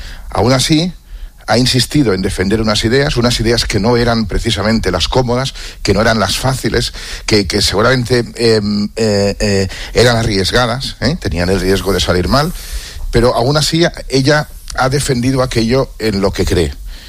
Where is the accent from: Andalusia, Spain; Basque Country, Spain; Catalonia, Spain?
Catalonia, Spain; exactamente en la misma medida en que Cataluña, que es mi tierra, lleva tomando muy malas decisiones en los últimos años.